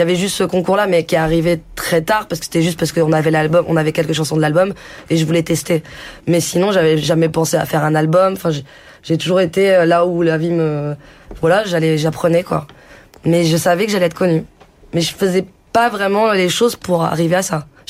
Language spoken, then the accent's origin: French; France; même si on est français, il y a beaucoup de choses qui se mélangent